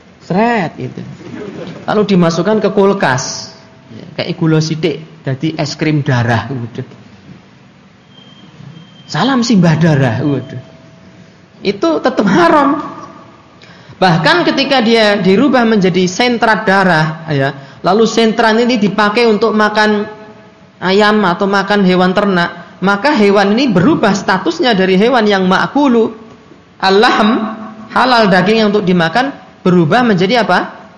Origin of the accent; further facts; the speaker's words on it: Java, Indonesia; wong saya juga orang Jawa. Asli pakai shot, asli.